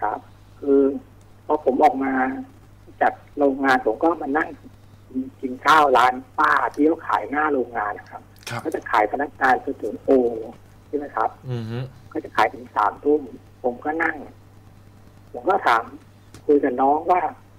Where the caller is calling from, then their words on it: Nonthaburi, Thailand; อยู่ในห้องนะครับอยู่ที่นนท์